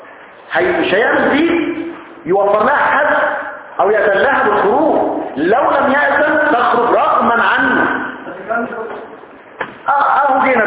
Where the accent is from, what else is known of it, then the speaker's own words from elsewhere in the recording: Egypt; احنا كمصريين اساتذه